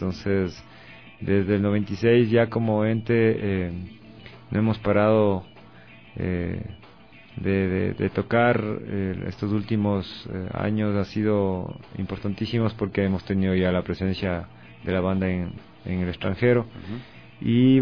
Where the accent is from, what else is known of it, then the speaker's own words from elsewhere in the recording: Latacunga, Cotopaxi, Ecuador; now in Quito, Ecuador; Originalmente en mi ciudad natal, Atacunga, a finales de los 80